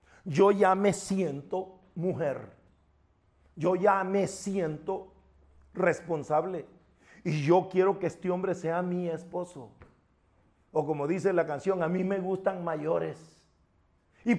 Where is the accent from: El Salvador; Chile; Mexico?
El Salvador; El país de donde yo vengo, donde yo nací, El Salvador, tiene una ley que se llama LEPINA